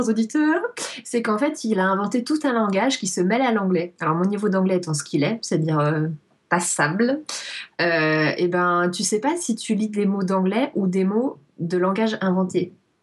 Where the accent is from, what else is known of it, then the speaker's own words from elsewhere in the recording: France; je le dis pas correctement, mais c'est pas grave, je suis française, bordel.